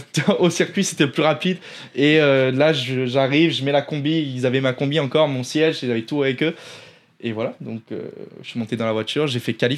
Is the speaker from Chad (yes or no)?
no; Grasse, Provence-Alpes-Côte d'Azur, France; On est dans le sud de la France. J'étais à Cannes à ce moment-là, donc pas loin de chez moi. Je suis de Grasse.